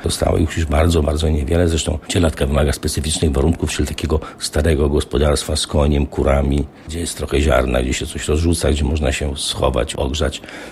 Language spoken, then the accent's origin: Polish; Podlaskie Voivodeship, Poland; ale ja jestem z Podlasia i rzeczywiście dziwonie na Podlasiu były wcześniej niż gdziekolwiek indziej w Polsce